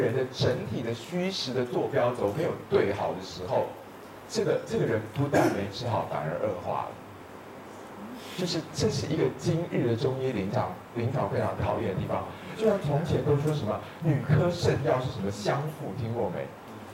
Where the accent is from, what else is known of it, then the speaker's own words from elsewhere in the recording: Taiwan; 但是我又说我们台湾人看大陆人因为有一点觉得你们很厉害的地方